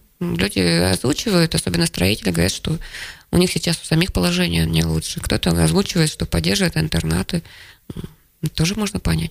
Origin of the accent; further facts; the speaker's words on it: Kansk, Krasnoyarsk Krai, Russia; also born or lived in Plauen, Germany; Нет, я родилась за границей в Германии, в очень красивом городе, Плауне. У меня отец был военный. Но в 5 лет меня отправили к бабушке с дедушкой в Канск, потому что я совершенно не говорила по-русски